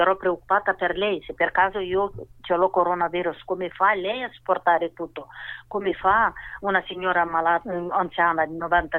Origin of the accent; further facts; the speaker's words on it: Moldova; Italian is a second language; now in Brescia, Italy; Sì, sono moldava.